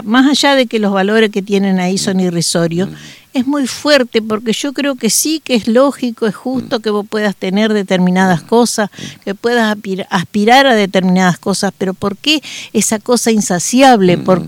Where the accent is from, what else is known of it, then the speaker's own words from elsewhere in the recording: Argentina; yo digamos como argentina, yo esas cosas no las puedo soportar